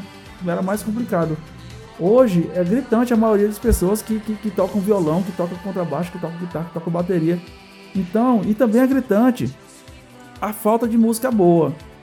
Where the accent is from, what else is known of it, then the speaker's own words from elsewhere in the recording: Fortaleza, Ceará, Brazil; a gente tá aqui em Fortaleza, a gente é daqui de Fortaleza. O Júnior é catarinense, eu sou fortalezense.